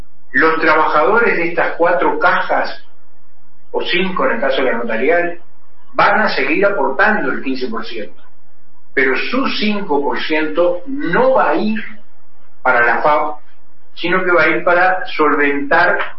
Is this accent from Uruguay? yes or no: yes; Uruguay; Como yo digo, somos todos los uruguayos y las uruguayas.